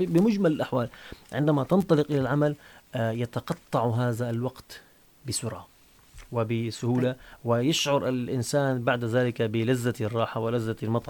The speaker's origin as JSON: {"language": "Arabic", "country": "Syria", "said": "نحن نعيش في بلد كرمه الله سبحانه وتعالى، بلدنا سوريا قلب هذا العالم"}